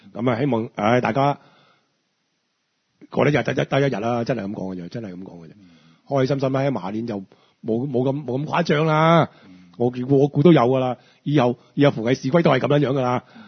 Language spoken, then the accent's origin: Cantonese; Hong Kong; 我係香港人，我對住嘅政府 say no，你就要等